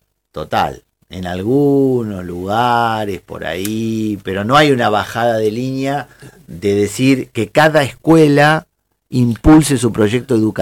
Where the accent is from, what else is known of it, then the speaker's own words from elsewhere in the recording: Bahía Blanca, Buenos Aires Province, Argentina; vengo del puerto de Bahía Blanca.